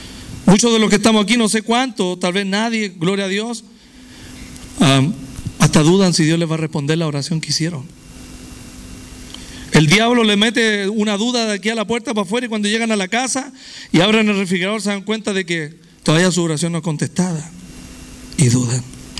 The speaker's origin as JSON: {"language": "Spanish", "town": "Viña del Mar", "region": "Valparaíso", "country": "Chile", "tie": "born there", "said": "yo nací en la República de Chile, en Viña del Mar, gloria a Dios, donde se hace el Festival de Viña, ¿verdad?"}